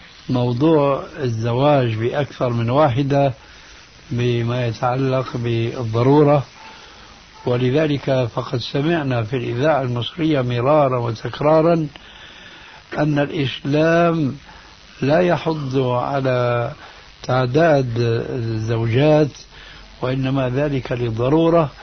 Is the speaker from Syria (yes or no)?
yes; Syria; لما انسحب الإفرنسيون من بلادكم الجزائر أو من بلادنا سوريا أو من غيرها